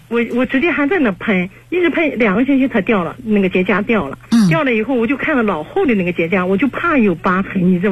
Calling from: Qingdao, Shandong, China; 哎，今年56岁。

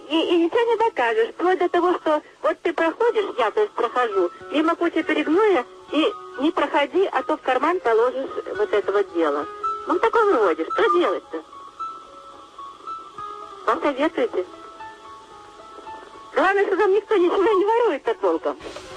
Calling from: Zelenograd, Moscow, Russia; Доброй ночи. Я из Зеленограда.

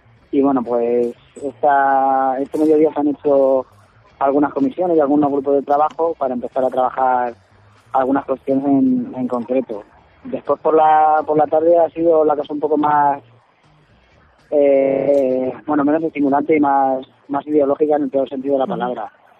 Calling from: Alicante, Valencian Community, Spain

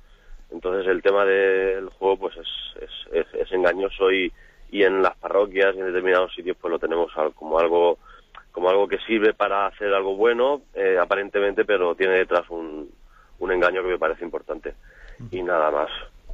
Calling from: Alicante, Valencian Community, Spain; de Alicante.

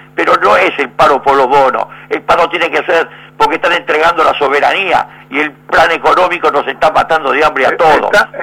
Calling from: Buenos Aires, Argentina; del barrio de Versalles.

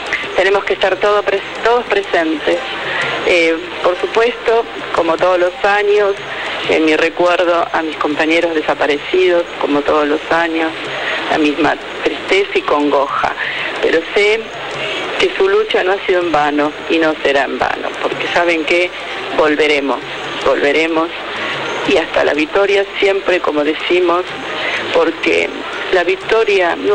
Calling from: Olivos, Buenos Aires Province, Argentina; de Olivos.

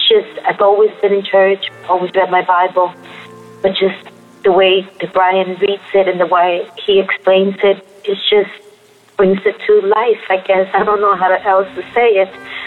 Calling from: Queens, New York, United States; I'm calling from Queens, New York.

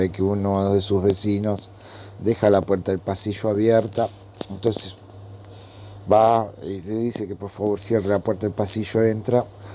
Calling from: Escalada, Buenos Aires Province, Argentina; de Escalada.

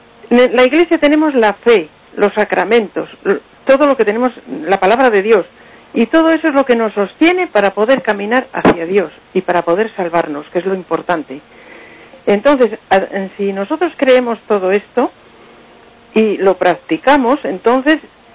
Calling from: Potes, Cantabria, Spain; de Potes.

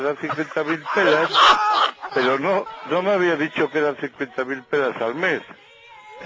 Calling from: Santander, Cantabria, Spain; Te llamo de Santander, desde el jardinero.

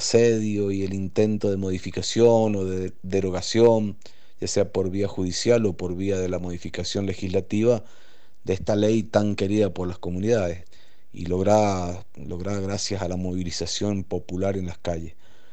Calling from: San Carlos, Mendoza, Argentina; de San Carlos, Asamblea de Vecinos de San Carlos, acá en el centro de la provincia de Mendoza.

